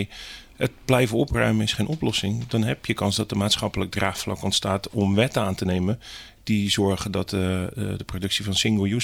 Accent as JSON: {"language": "Dutch", "town": "Hellevoetsluis", "region": "South Holland", "country": "Netherlands", "said": "Ik kom uit Helvoetsluis. Ik ben gewend aan water en natuur om me heen."}